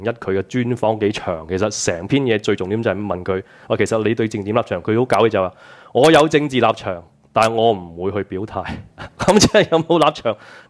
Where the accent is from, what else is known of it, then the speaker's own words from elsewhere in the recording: Hong Kong; 我哋香港人即係成日話我哋有一個即係唔同嘅工會組織啊嘛